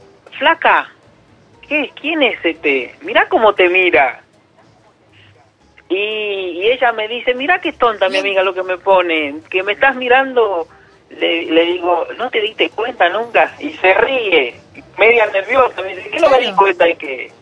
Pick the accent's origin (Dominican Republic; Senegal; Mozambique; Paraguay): Dominican Republic; Yo soy de República Dominicana.